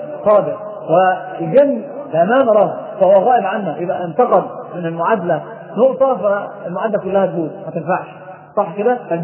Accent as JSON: {"language": "Arabic", "country": "Egypt", "said": "ناس عندنا في مصر"}